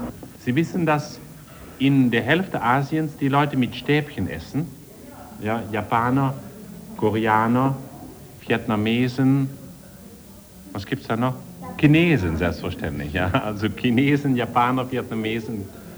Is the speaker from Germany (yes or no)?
no; Netherlands; als Niederländer haben wir